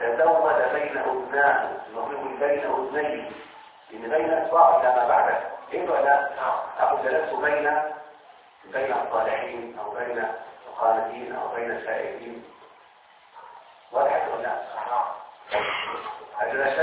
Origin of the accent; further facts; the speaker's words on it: Egypt; احنا على فكرة كمصريين نتكلم بهذه اللهجة او اللغة